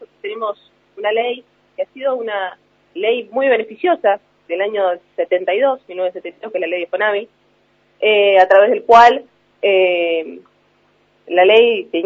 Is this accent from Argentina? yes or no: yes; Río Negro, Argentina; Esta situación se repite en toda la provincia. Yo soy del Alto Valle